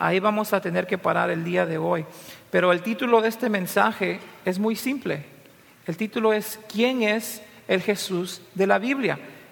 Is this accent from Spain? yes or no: no; Peru; cosa que como peruano no me gustó mucho